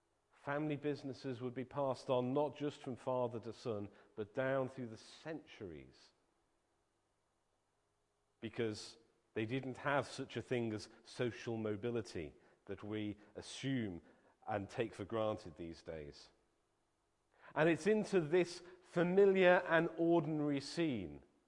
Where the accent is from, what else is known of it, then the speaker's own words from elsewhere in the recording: Liverpool, North West England, United Kingdom; When I was at school, growing up in Liverpool, just about everyone else in my school would be found on a Saturday afternoon